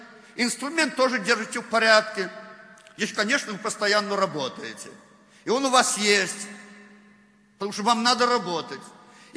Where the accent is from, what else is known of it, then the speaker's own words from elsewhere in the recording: Belarus; Ну, знаете, уже так вот привыкли мы, белорусы, коверкать русский язык.